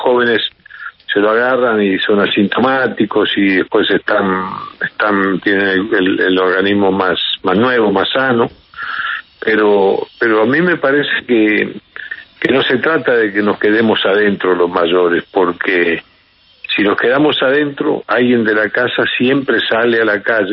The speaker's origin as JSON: {"language": "Spanish", "country": "Uruguay", "said": "Yo no sé si somos los uruguayos."}